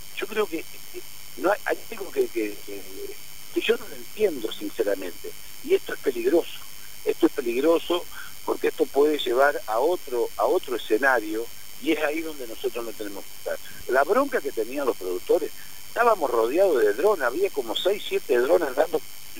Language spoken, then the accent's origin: Spanish; Coronda, Santa Fe, Argentina; porque somos de Coronda, todos sabemos cómo, quién es uno y quién es otro